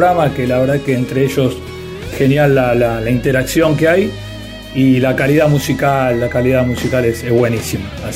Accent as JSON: {"language": "Spanish", "region": "Buenos Aires", "country": "Argentina", "said": "de Monte Castro y bueno, les quería comentar lo siguiente."}